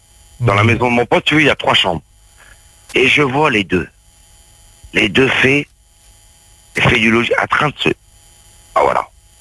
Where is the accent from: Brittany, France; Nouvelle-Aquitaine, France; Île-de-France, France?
Brittany, France; on n'est pas des douanistes, on est des Bretons.